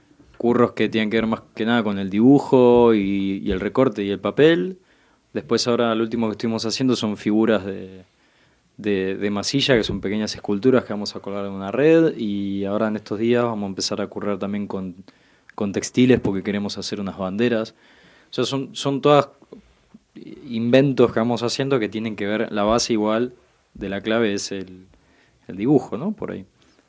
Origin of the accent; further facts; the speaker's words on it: Argentina; porque como argentino italiano, la pasta es parte de mi... de mi organismo, ¿no?